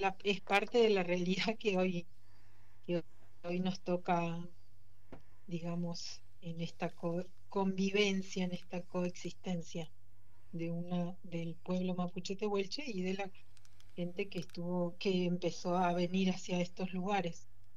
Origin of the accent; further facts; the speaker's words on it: Esquel, Chubut, Argentina; con todo esto de la lucha en relación a la minería en Esquel, en la comunidad de Nahuelpan, que es de donde yo soy